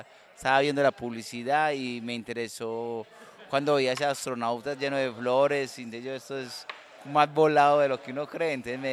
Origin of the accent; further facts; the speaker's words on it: Bello, Antioquia, Colombia; De Bello.